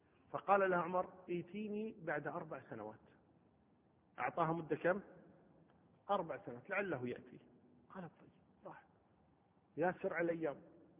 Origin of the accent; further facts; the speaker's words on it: Kuwait; قضية الأسرى عندنا في الكويت ما كنا نعرف هذا الموضوع